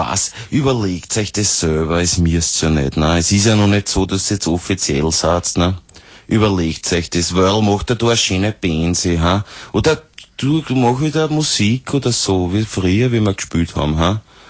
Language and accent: German; United States; German is a second language; Ich wünsche euch und vor allem unserem Land, oder eurem Land, weil ich bin Amerikaner, alles Gute